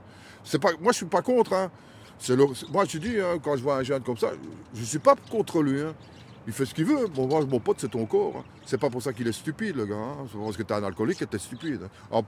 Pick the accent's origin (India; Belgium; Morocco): Belgium; born there; Moi, je suis parce que je suis né en Belgique.